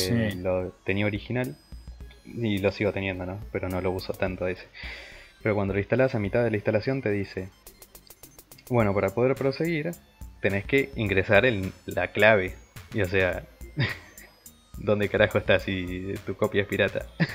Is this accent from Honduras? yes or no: no; Argentina; lo que no contaba es que somos argentinos nosotros y podemos piratear